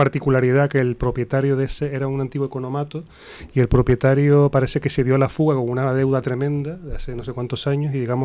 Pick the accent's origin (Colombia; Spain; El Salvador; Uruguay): Spain; Canary Islands; now in Madrid, Spain; Yo, por ejemplo, que vengo de Canarias